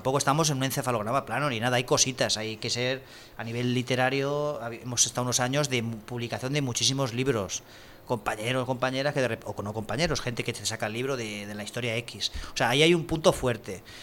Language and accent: Spanish; Burjassot, Valencian Community, Spain; yo soy de Burjasot, me vi Burjasot llena de pintadas